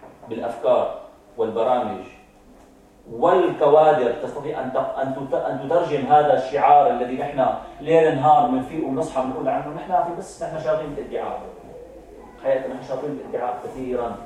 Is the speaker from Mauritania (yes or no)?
no; Syria; مثل عندنا في سوريا، المذهب الحنفي هو الحق،